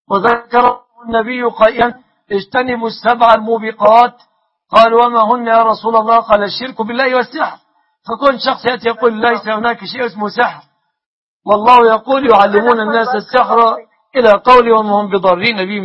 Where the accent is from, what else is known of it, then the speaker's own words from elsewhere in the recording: Egypt; بلادنا مصر